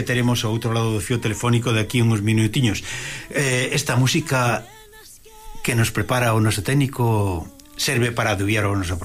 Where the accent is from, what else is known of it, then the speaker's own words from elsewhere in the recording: Galicia, Spain; Exactamente, que somos galegos.